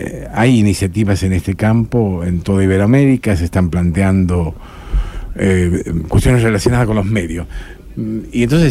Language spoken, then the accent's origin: Spanish; Tucumán, Argentina; born there; soy español, tengo la nacionalidad española, pero tengo la nacionalidad argentina también. Nacido en Tucumán